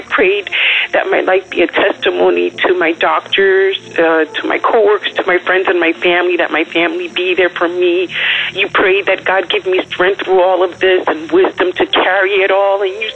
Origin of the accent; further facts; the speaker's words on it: New Jersey, United States; For those who don't know me, I'm from New Jersey